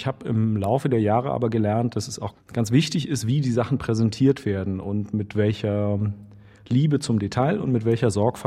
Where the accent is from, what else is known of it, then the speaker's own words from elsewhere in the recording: East Germany, Germany; die sich irgendwie mit dieser Spannung beschäftigen und mit meiner Kindheit in der DDR beschäftigen.